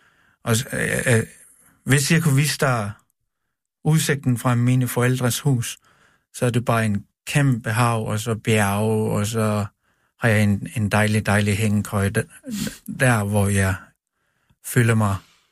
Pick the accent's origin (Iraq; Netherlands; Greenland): Greenland; Det er at være hjemme i Grønland. Jeg var rigtig, rigtig glad, at jeg tog hjem tilbage.